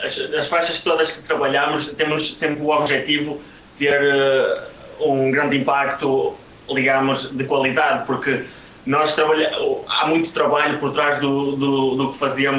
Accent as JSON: {"language": "Portuguese", "country": "Portugal", "tie": "born there", "said": "Nós nascemos em Portugal, queremos divulgar as nossas músicas em português"}